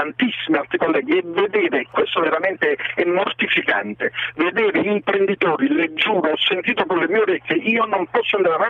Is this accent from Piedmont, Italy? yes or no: no; Naples, Campania, Italy; now in Ravenna, Italy; io sono partenopeo d'origine ma abito a Ravenna da anni